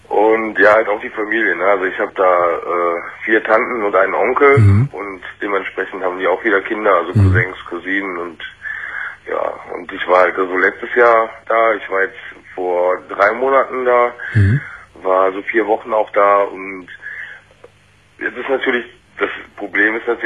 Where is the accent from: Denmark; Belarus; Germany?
Germany; born or raised there; also born or lived in Turkey